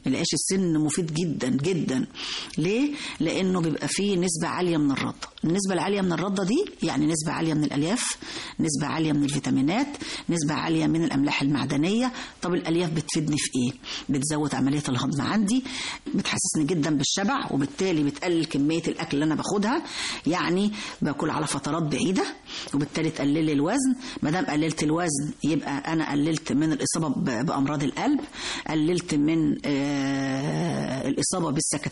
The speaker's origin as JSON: {"language": "Arabic", "country": "Egypt", "said": "طبعا احنا معظمنا كمصريين بنفضل قوي الرغيف الأبيض"}